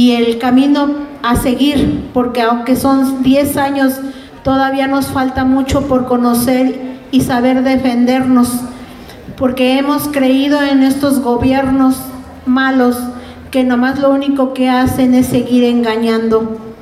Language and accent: Spanish; Huamantla, Tlaxcala, Mexico; somos originarios de Huamantla, Tlaxcala